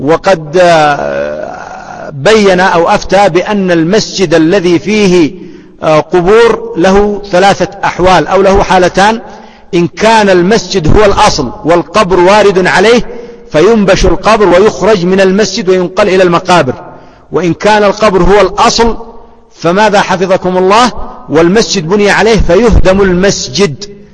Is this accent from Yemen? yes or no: yes; Yemen; كما يفعل العوام عندنا في اليمن